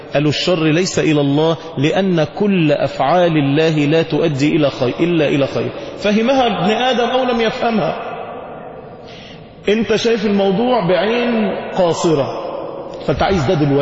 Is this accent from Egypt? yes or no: yes; Egypt; احنا كشعوب واحنا كمصريين لما بتتصدم ما بتعرفش تعمل رد فعل